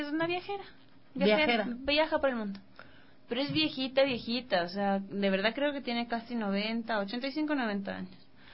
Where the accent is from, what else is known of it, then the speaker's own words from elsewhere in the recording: Ecuador; a nosotros como occidentales, ecuatorianos, X, nos chocan un montón